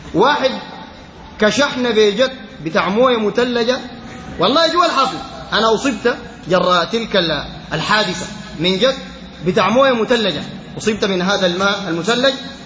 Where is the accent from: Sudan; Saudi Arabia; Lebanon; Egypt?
Sudan; لأنه خيبتنا كسودانيين إن النسواننا بيجي يخشوا الاستاد